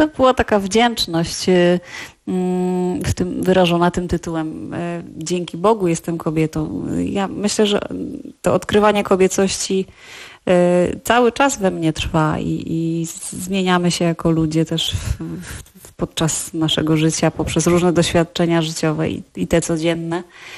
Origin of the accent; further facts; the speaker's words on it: Silesian Voivodeship, Poland; ja jestem ze Śląska